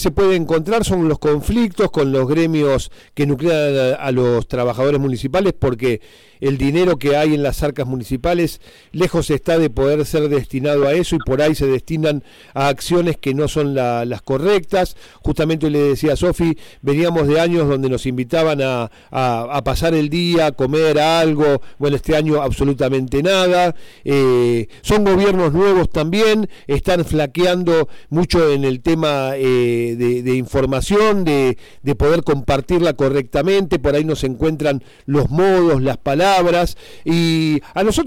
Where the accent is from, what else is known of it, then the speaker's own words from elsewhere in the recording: Buenos Aires, Argentina; en mi caso yo vengo de Buenos Aires, Sofi es de aquí